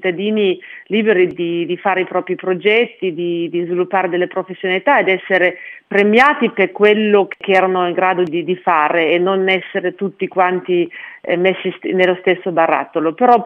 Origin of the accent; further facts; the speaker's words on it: Germany; questo paese, il mio paese d'origine, si potesse di nuovo mettere insieme, unificare, ecco.